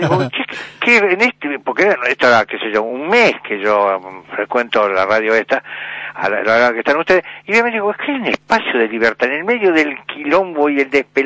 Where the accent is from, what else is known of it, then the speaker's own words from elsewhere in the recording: Buenos Aires, Argentina; yo soy un hombre de Buenos Aires, yo. Es decir, me crié así a dos cuadras del Obelisco